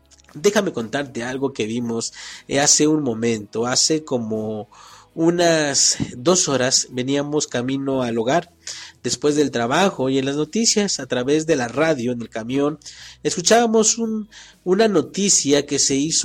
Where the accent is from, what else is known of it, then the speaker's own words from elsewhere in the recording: Mexico; ni para nosotros como mexicanos.